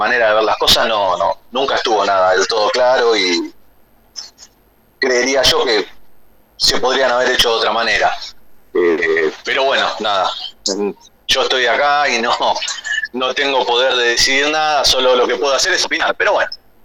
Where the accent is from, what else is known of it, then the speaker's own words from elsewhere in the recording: Buenos Aires, Argentina; nosotros somos de Capital Federal, pero estamos ahí pegaditos a la zona oeste de Provincia de Buenos Aires, ¿viste?